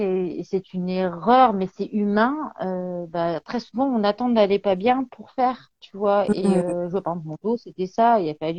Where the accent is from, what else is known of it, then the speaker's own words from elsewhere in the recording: Béthune, Hauts-de-France, France; Et en fait, je suis une ch'ti. Voilà, je suis de Béthune, dans le Pas-de-Calais.